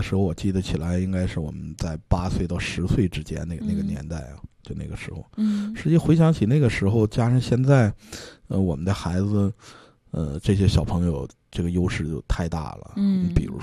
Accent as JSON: {"language": "Chinese", "town": "Harbin", "region": "Heilongjiang", "country": "China", "tie": "born or raised there", "said": "因为小的时候我也是在哈尔滨长大。"}